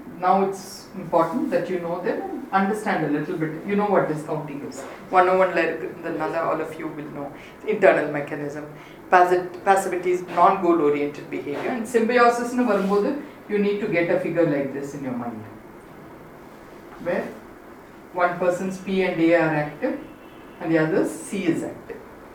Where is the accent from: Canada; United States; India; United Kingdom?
India; South India; as an Indian and somebody who's born and brought up in South India